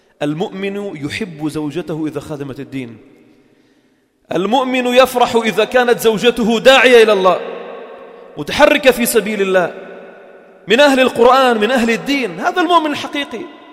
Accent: Lebanon; والجيش الأول كان إلى منطقة البقاع عندنا في لبنان

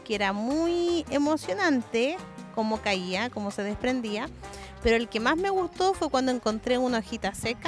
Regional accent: Chile; tengo 42 años y soy chilena.

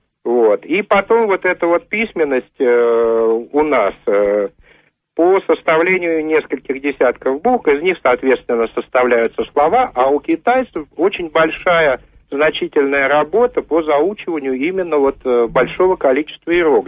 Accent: Moscow, Russia; я из Москвы.

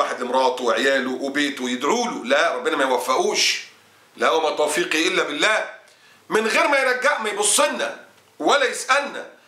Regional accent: Egypt

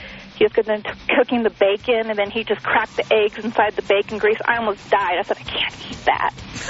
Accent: California, United States; I'm originally from California, so they don't like the California people anyhow.

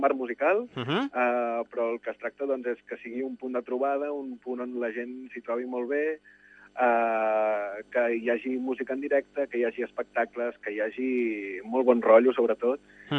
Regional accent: Maçanet de Cabrenys, Catalonia, Spain; sóc de Maçanet de Cabrenys, sóc empordanès

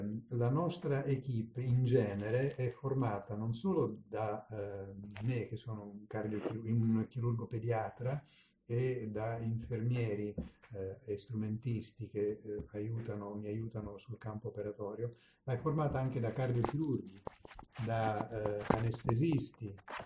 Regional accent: Naples, Campania, Italy; E da buon napoletano la cosa mi ha stupito

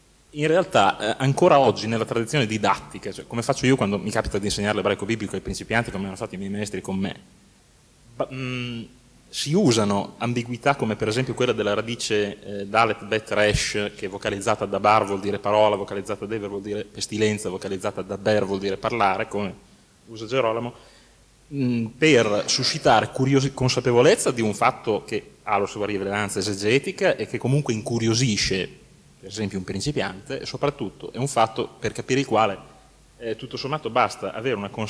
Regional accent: Bologna, Emilia-Romagna, Italy; sono di Bologna.

